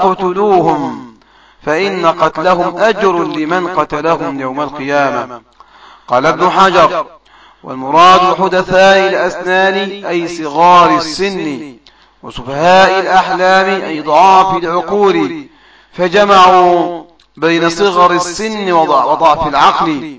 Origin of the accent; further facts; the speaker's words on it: Egypt; وإلى إخواني من أهل السنة في بلدنا مصر خاصة.